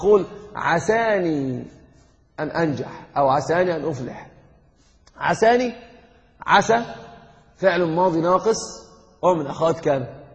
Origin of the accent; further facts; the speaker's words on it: Egypt; الحب بهدله كما يقولون عندنا في مصر حقا، يعني عندنا في مصر يقولون كلمه من العجب